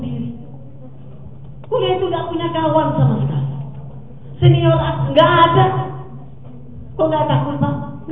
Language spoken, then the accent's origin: Indonesian; Kalimantan, Indonesia; Bayangkan saya kuliah di sana, bukan saya sini, saya orang Kalimantan.